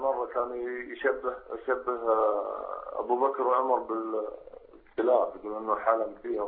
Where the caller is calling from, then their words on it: Saudi Arabia; أنا أتكلم معاكم من السعودية